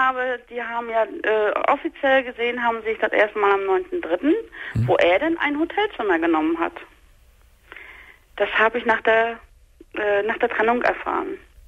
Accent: East Germany, Germany; Ich bin 2,5 Wochen später zu Klassentreffen gefahren, nach dem Osten. Ich komme aus dem Osten.

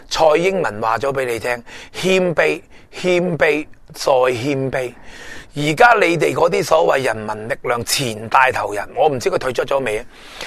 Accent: Hong Kong; 等我哋香港人再諗重新上路先至係最主要嘅

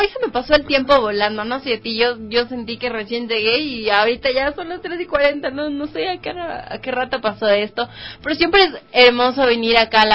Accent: Ibarra, Imbabura, Ecuador; porque yo crecí en mi infancia entera, fue como en Ibarra

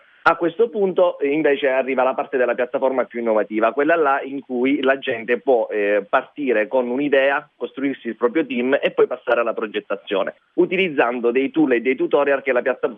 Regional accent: Calabria, Italy; Io e Valentina siamo calabresi di Castroville, eravamo qui a Milano.

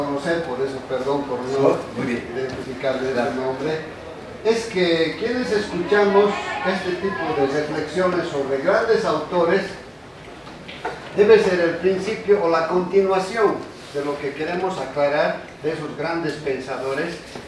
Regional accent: Bolivia; desde el punto de vista de un compatriota boliviano, el que venga a explicar algo de lo que se produce en mi país, pero en mi país no solamente es el vicepresidente

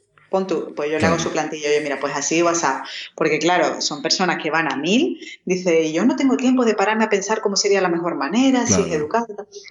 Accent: Málaga, Andalusia, Spain; Si es que yo soy malagueña y a mí se me nota

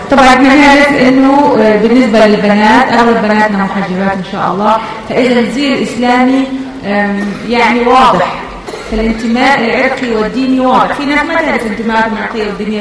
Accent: United Kingdom; أنا تربيت كطفلة في بريطانيا

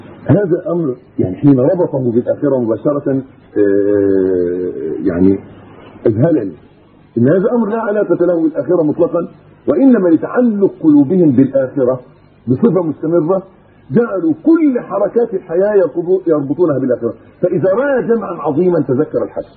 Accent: Egypt; حتى عندنا في مصر وفي غيره في كل مكان

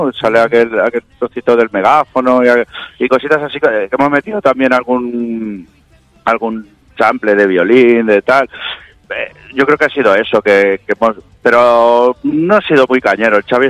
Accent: Vila-seca, Catalonia, Spain; En Tarragona, nosotros somos de aquí, de Vilaseca de Tarragona.

